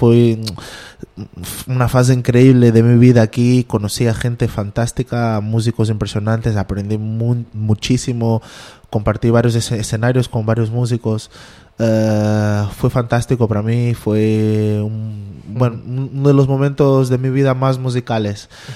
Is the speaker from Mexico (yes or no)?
no; Sintra, Lisbon, Portugal; yo crecí en Sintra, que es una zona en los alrededores de Lisboa, en Sintra, que es una zona muy verde, y mi casa estaba rodeada de eucaliptos